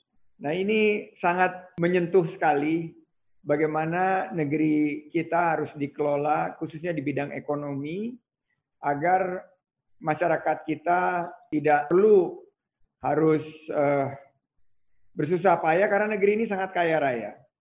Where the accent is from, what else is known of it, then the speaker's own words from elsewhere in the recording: Pekanbaru, Riau, Indonesia; born there; saya kelahiran Rumbai, Pekanbaru